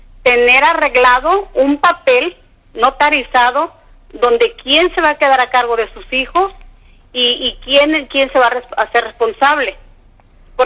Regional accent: Guerrero, Mexico; now in United States; Yo soy del estado de Guerrero, pero ya tengo muchos años aquí, soy ciudadana americana de aquí

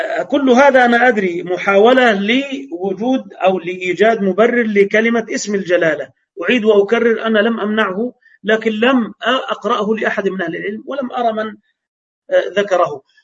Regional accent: Egypt; فعشرة وأربعة وعشرين دقيقة عندنا في مصر

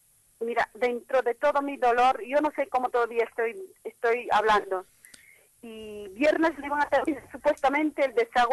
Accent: Peru; Yo soy de Perú.

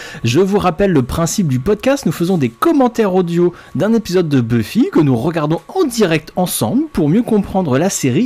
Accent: United States; French is a second language; je suis un américain.

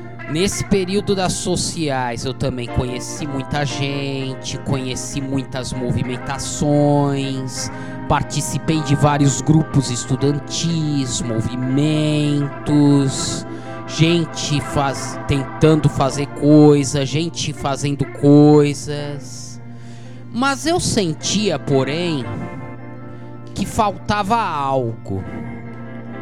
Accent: Campinas, São Paulo, Brazil; moved away as an adult; now in São Carlos, Brazil; Estou aqui em São Carlos desde 2007, de onde eu vim de Campinas para fazer biblioteconomia.

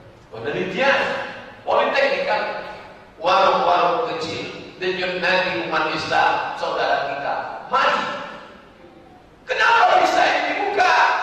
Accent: Kuala Riau, Riau, Indonesia; Saya dari Kuala Riau.

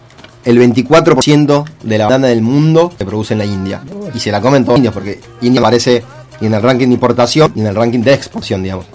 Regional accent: Argentina; porque somos pocos argentinos, digamos, está bastante arriba para lo que es la cantidad de población

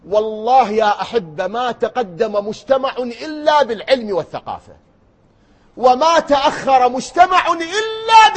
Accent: Iraq; بلدنا الحبيب الغالي بلدنا العراق اللي نبكي عليه

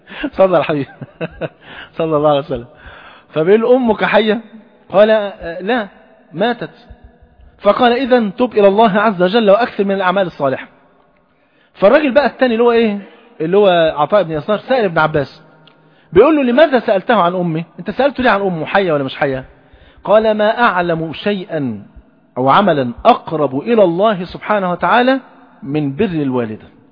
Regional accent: Egypt; حتى المثل عندنا في مصر يقول ايه؟

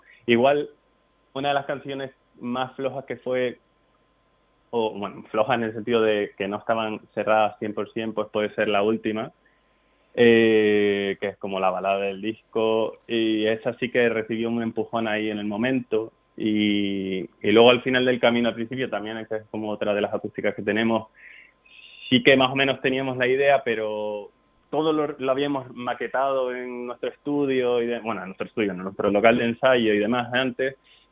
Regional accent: Canary Islands, Spain; somos tres canarios

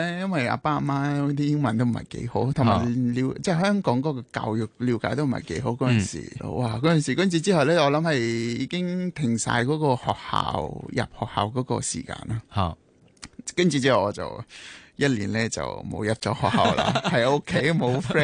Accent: Nepal; Cantonese is a second language; 我哋尼泊尔人

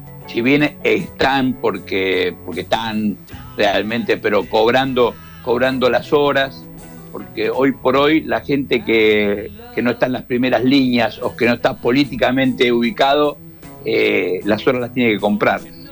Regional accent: Quilmes, Buenos Aires Province, Argentina; porque soy nacido y criado en Quilmes

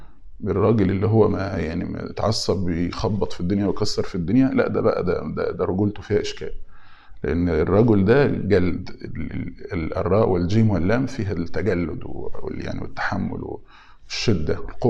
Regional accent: Egypt; الفراغ يعني احنا عندنا في مصر يقولوا القاضي لو الفاضي يعمل قاضي

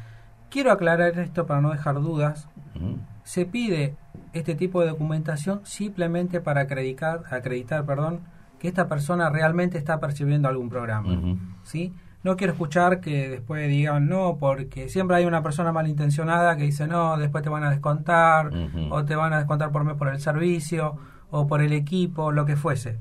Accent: Chaco, Argentina; Yo vengo del Chaco del Impenetrable

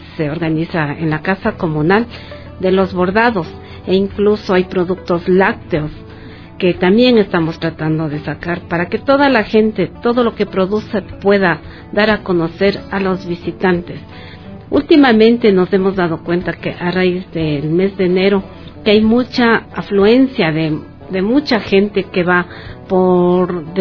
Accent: Zuleta, Imbabura, Ecuador; yo nací en Zuleta. Toda mi familia vivió, nació en Zuleta. Hasta hace unos 15 años mis padres vivían también en Zuleta. Hoy ya emigraron a Ibarra

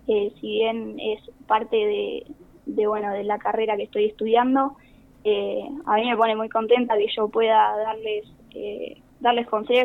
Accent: Maipú, Buenos Aires Province, Argentina; moved away as an adult; now in Mar del Plata, Argentina; Yo llegué acá a Mar del Plata en el año 2019. Venía de Maipú. Siempre tenés que salir del pueblo para estudiar una carrera, porque en el pueblo hay muy pocas.

